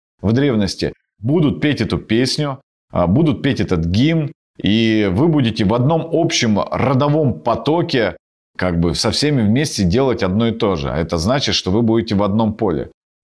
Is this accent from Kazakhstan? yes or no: no; Krasnoyarsk Krai, Russia; но в Сибири обычно проводят прославление в помещении, особенно на Таймыре, откуда я родом.